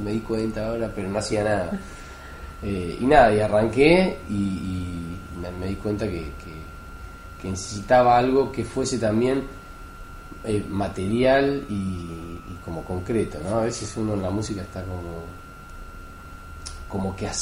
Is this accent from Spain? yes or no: no; Trenque Lauquen, Buenos Aires Province, Argentina; Yo de chiquito vivía en la Quinta, en Trenquelauquén